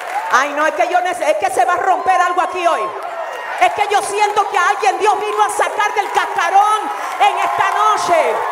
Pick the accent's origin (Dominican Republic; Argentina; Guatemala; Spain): Dominican Republic; Yo vine de República Dominicana a hablar con gente determinada.